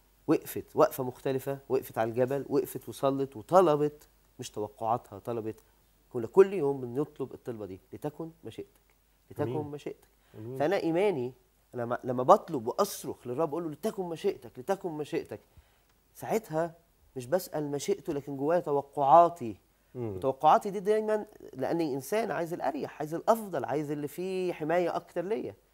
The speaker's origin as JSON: {"language": "Arabic", "country": "Egypt", "said": "إن أنا إنسان مصري بشري"}